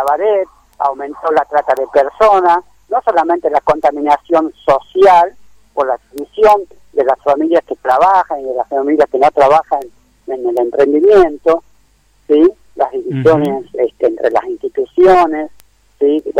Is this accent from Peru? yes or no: no; Tafí Viejo, Tucumán, Argentina; nosotros somos de Tafí Viejo, de Tucumán